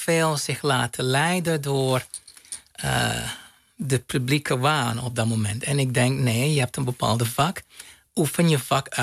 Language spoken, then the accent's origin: Dutch; Aruba; Het was goed. Ik heb genoten van mijn jeugd op Aruba.